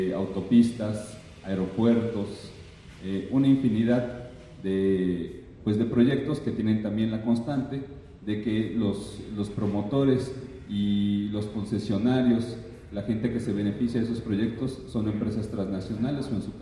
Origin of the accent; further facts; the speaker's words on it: Puebla, Mexico; Yo vengo del estado de Puebla, como dice el compañero